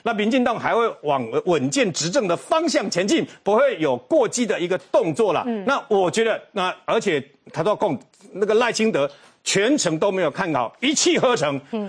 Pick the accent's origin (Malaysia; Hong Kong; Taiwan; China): Taiwan; 但是我们是台湾人，很简单